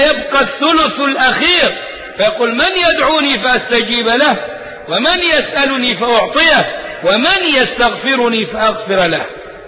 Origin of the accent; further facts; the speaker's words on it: Egypt; ليه نحن هنا أبناء مصر، وإحنا أبناء مصر مش ضيوف عليها ولا حاجة